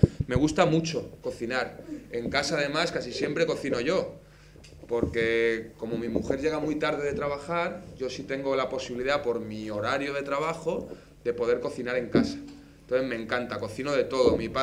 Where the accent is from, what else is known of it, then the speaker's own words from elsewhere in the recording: Valencia, Valencian Community, Spain; now in Murcia, Spain; Yo, como os decía antes, soy de Valencia, entonces lo que más me gusta es la paella, el arroz. Y desde que he venido a Murcia